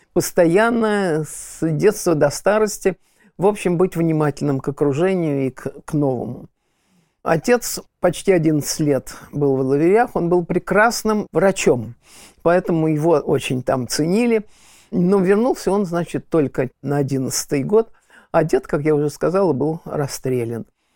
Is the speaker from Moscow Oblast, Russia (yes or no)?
yes; Volokolamsk, Moscow Oblast, Russia; born there; И когда я родился в Волоколамске, Московской области